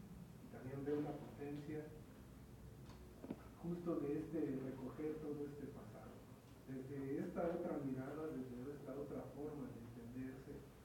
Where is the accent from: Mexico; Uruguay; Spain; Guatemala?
Mexico; Soy mexicano porque lo dice un papel, pero no me siento mexicano